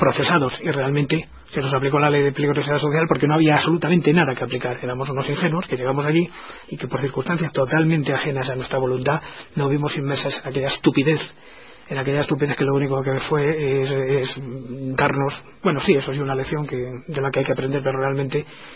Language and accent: Spanish; El Escorial, Community of Madrid, Spain; Yo, como persona que aunque no haya nacido, sí tengo mi origen y mi juventud y mi niñez en el Escorial, que es un lugar de poder